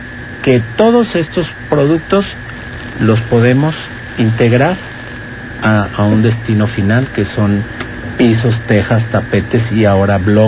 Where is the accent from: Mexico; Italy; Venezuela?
Mexico; como mexicanos decíamos, no hombre, los chinos, ¿cuándo van a subir?